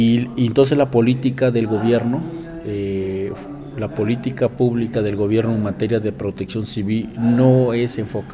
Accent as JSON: {"language": "Spanish", "region": "Tabasco", "country": "Mexico", "said": "soy de Tabasco."}